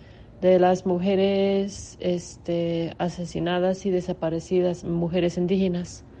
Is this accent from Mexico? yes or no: no; Canada; la primera vez que yo fui a una movilización fue en Canadá, de donde soy yo